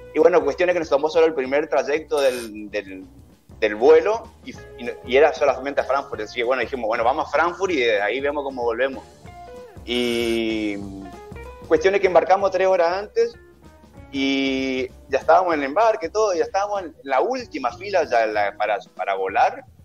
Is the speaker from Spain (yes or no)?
no; Resistencia, Chaco, Argentina; de Chaco, Resistencia Chaco.